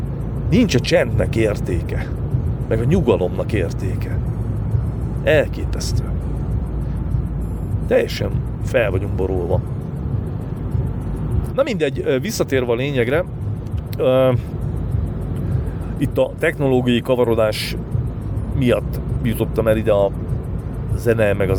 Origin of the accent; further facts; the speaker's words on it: Somogy, Hungary; mert én ugye Somogy megyei vagyok, és Pécs az tőlünk nem volt messze.